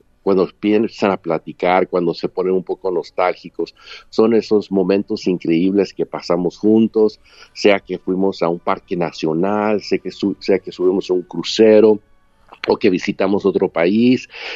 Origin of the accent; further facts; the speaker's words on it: Mexico; also born or lived in Chicago; now in Los Angeles, United States; me casé con una mujer de mi pueblo, nos conocimos de jovencitos en México, en vacaciones los dos, y aunque yo vivía en Chicago y ella vivía en Los Ángeles, pues llegó el tiempo donde yo decidí mudarme a Los Ángeles